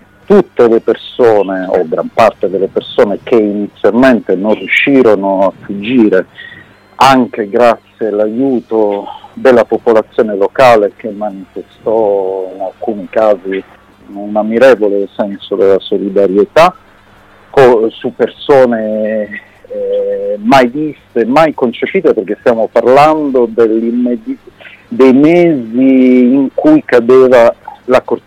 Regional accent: Bari, Apulia, Italy; born there; perché sono nato a Bari, mi trovavo in quei giorni da solo a casa

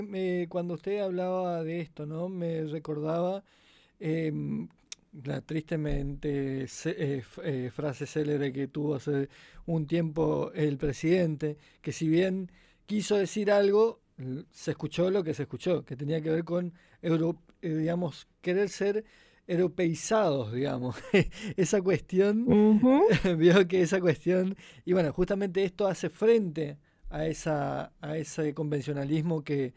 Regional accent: interior, Argentina; nosotros que somos del interior de Argentina, tranquilamente podríamos participar

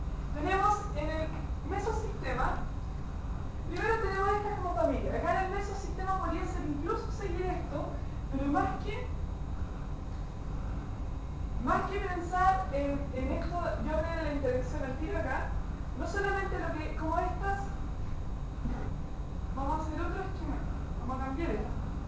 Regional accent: Chile; Pues la cultura es chilena. Nosotros así como chilenos tenemos, así como culturalmente, tenemos una cultura súper arraigada

